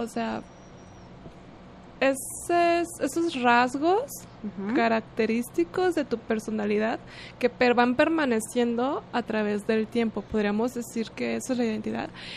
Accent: Mexico; a pesar de que somos mexicanas, pues cada una tiene sus rasgos muy particulares.

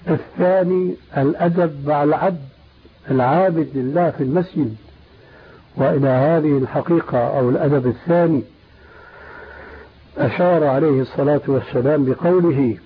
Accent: Syria; عندنا في سوريا

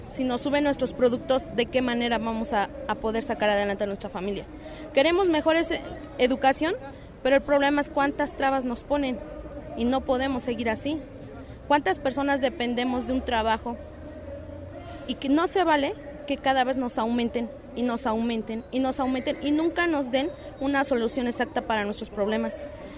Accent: Mexico; como somos mexicanos, personas respetuosas que estamos tratando de trabajar.

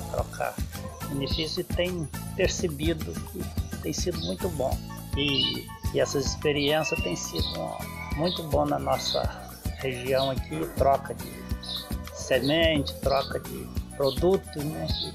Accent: Cachoeira de Macacu, Rio de Janeiro, Brazil; sou aqui de Cachoeira de Macacu, projeto de São José da Boa Morte.

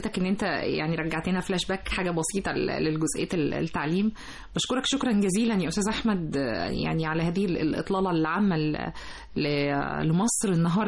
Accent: Egypt; والاستقبال نفسه هيفرحنا احنا كمصريين

